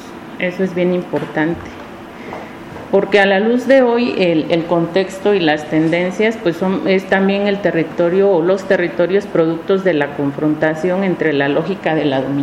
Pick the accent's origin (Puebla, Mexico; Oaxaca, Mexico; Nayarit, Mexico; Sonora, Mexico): Oaxaca, Mexico; Yo nací en el Valle de Oaxaca, crecí al lado de un río que en su época fue muy hermoso, el río Atoyac